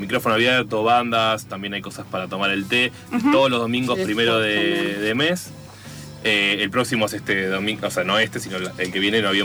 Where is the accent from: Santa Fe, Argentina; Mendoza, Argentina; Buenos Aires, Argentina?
Buenos Aires, Argentina; Yo soy de Buenos Aires.